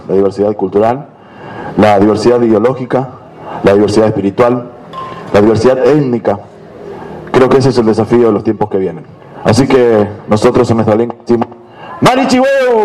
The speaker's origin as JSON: {"language": "Spanish", "region": "La Pampa", "country": "Argentina", "said": "soy de La Pampa, Mapuche, Ranquel."}